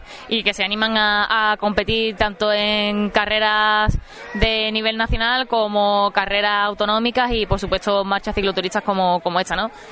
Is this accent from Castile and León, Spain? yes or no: no; Rota, Andalusia, Spain; soy de Rota y también, como soy profe, estuve 4 años trabajando en Prado del Rey